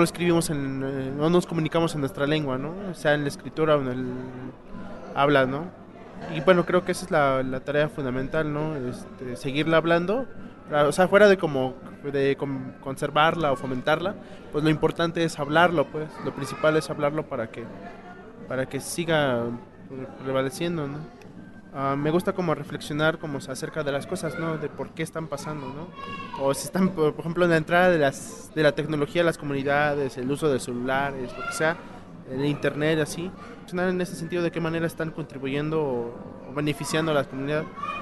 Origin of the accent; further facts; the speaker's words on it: Puebla, Mexico; first language Totonac; Spanish is a second language; soy del estado de Puebla, de la Sierra Norte del mismo estado. Yo hablo el tutunacú, la forma castellana es totonaca.